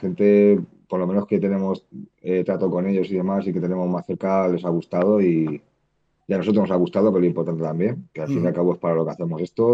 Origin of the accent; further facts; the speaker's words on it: Albacete, Castilla-La Mancha, Spain; desde aquí de nuestra ciudad somos la de Albacete